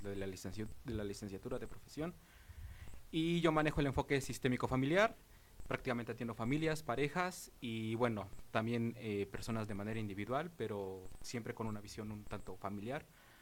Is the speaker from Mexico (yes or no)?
yes; Mexico; yo quiero pensar, ¿no?, que como mexicanos nos vemos afectados por toda la situación que pasa día a día en el país.